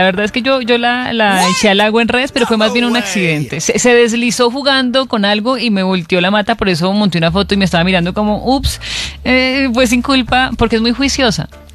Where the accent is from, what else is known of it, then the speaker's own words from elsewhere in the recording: Antioquia, Colombia; Lo que pasa es que como buena paisa